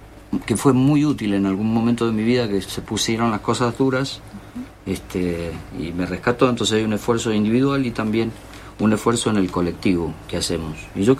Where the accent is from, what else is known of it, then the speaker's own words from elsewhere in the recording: Uspallata, Mendoza, Argentina; yo veía como chico de la montaña, porque yo bajé de Uspallata, me crié en Uspallata, en la naturaleza, y cuando llegué a la ciudad fue muy fuerte el impacto